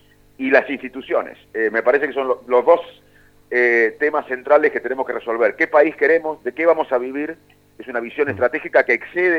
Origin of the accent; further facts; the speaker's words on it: Salto, Buenos Aires Province, Argentina; Yo cuando era chico en Salto me sentaba con mi viejo a ver televisión